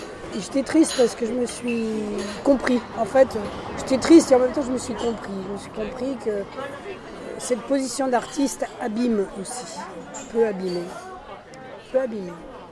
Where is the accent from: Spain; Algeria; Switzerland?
Spain; Je suis un espagnol.